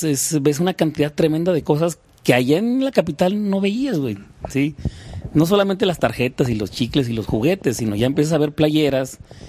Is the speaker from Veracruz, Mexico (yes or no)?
no; Durango, Mexico; now in Mexico City, Mexico; Y vuelves otra vez a eso, güey, a revivirlo, lo que ya había visto allá en mi tierra, y empiezas a compartirlo con tus amigos, güey. Estando Durango más cerca de la frontera que la capital